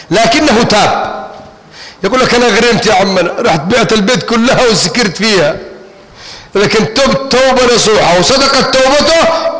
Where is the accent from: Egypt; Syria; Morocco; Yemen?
Egypt; أنا مصري وعاوز اسافر بكره مثلا